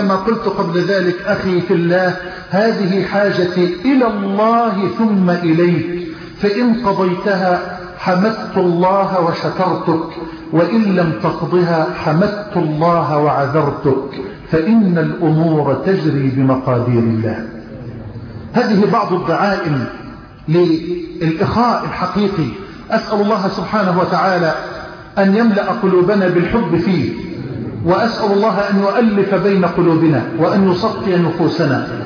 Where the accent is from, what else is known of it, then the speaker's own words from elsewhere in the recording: Egypt; اللهم اجعل بلدنا مصر راحة للأمن والأمان